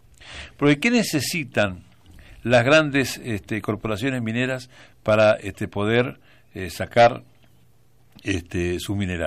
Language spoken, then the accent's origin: Spanish; San Juan, Argentina; Yo porque soy sanjuanino, pero soy argentino.